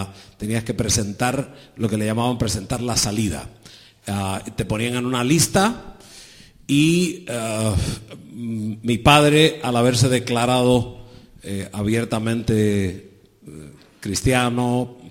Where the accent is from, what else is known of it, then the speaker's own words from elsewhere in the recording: Pinar del Río, Cuba; born there; moved away; donde yo nací, que es Pinar del Río